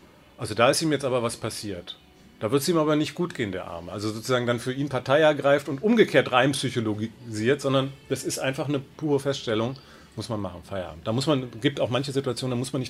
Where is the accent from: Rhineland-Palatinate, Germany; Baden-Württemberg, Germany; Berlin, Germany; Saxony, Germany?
Berlin, Germany; ich bin Berliner und als Fan von Hertha BSC sozialisiert worden